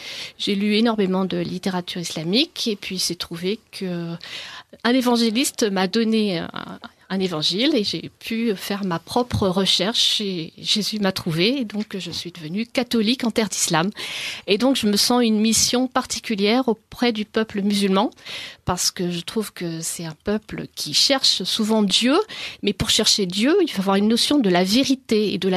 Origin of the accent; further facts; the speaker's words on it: France; je suis française et je me suis convertie au christianisme en terre d'islam alors que j'étais mariée à un musulman. Donc, je me suis convertie au catholicisme en terre d'islam.